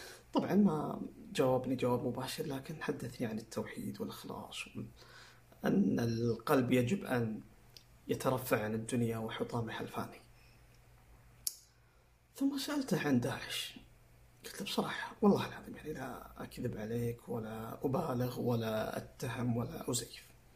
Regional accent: Saudi Arabia; أنا مواطن سعودي، عندي بطاقة هوية مكتوب فيها مواطن سعودي، وعندي دولة اسمها المملكة العربية السعودية

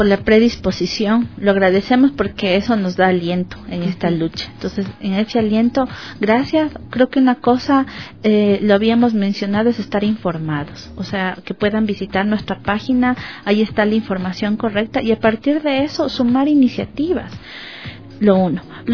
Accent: Ecuador; Entonces también es tener una posición como ecuatorianos.

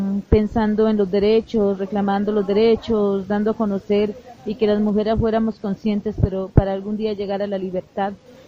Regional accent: Toribío, Cauca, Colombia; vengo desde Colombia, del municipio de Toribío. Pertenezco al proyecto NASA, es el plan de vida de la comunidad indígena de nuestro territorio.

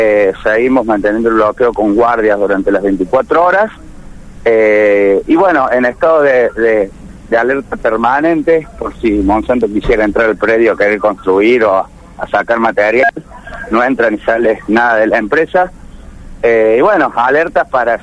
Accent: Córdoba, Argentina; soy vivo 5 minutos de Malvinas, ¿no? Un pueblo que está muy cerca, no soy vecino precisamente de Malvinas, soy de un barrio de Córdoba, pero estoy muy cerca de ellos.

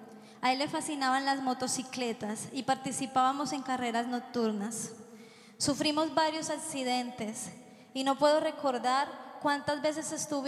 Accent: Colombia; soy colombiana.

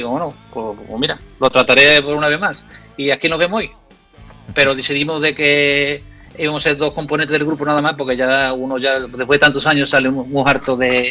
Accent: Andalusia, Spain; accent: Andalusian; Te puedo hablar como decimos aquí, en andaluz, y después te hablo en inglés

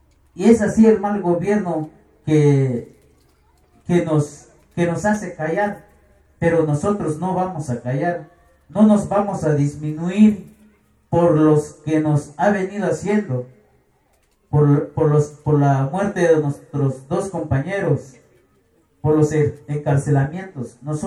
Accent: San Sebastián Bachajón, Chiapas, Mexico; Spanish is a second language; Somos muy pocos de San Sebastián Bachajón que sabemos un poco el castellano.

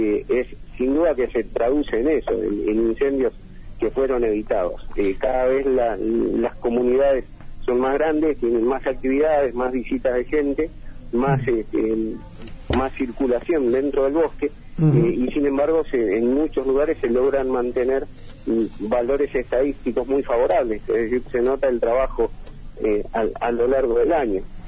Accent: El Bolsón, Río Negro, Argentina; En mi caso, nacido y criado acá en El Bolsón.

